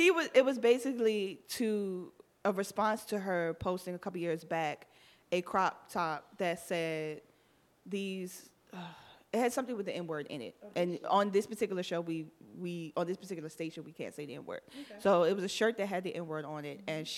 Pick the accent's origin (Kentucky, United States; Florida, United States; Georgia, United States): Florida, United States; Miami; I'm from Miami.